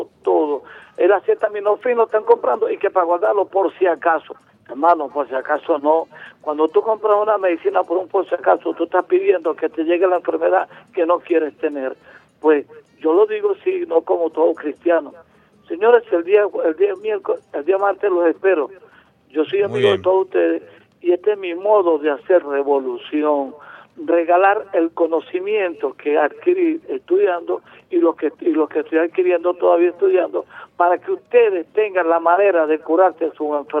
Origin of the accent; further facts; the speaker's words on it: Venezuela; aquí en Venezuela, en mi país